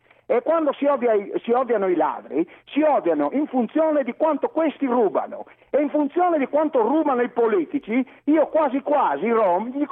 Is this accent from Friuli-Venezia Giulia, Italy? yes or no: yes; Friuli-Venezia Giulia, Italy; sono un friulano, italiano, 48 anni, padre di famiglia.